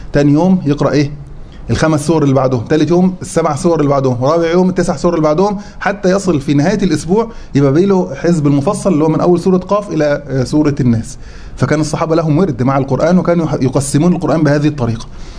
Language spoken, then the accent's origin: Arabic; Egypt; احنا عندنا في مصر نقول عليه ربع